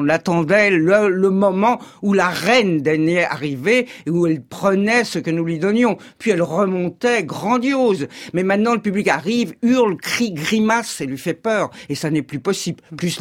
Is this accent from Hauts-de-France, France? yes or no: no; Versailles, Île-de-France, France; born there; Je suis née à Versailles. Moi, j'étais au lycée de jeunes filles de Versailles avec la blouse